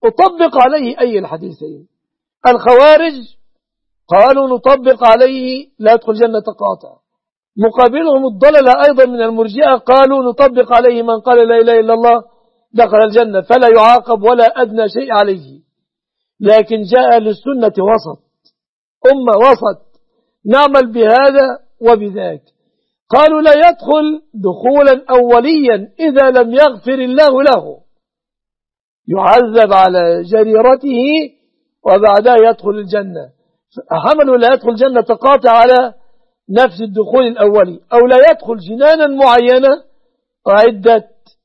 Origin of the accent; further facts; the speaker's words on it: Egypt; وأسأل الله أن يصرف عن بلادنا مصر، عن بلاد المسلمين، كل مكروه وكل سوء